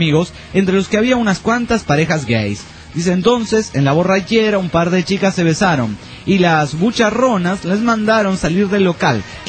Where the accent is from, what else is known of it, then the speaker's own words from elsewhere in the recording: Guatemala; Saludos, amigos … de Guatemala.